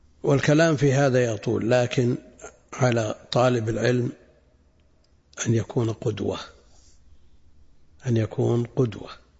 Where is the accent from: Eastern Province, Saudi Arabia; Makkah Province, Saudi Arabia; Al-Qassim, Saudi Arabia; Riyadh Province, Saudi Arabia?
Al-Qassim, Saudi Arabia; Buraydah; يذكر عم لي أنه لما دخل الماء في بلدنا بريدة ادخله إلى البيوت أحد المحسنين قبل الدولة